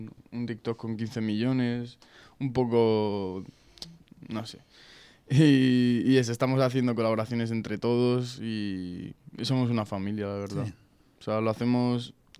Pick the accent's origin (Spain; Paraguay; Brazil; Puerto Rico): Spain; Madrid, Community of Madrid; somos unos chavales de Aluche que nos hemos montado un estudio por allí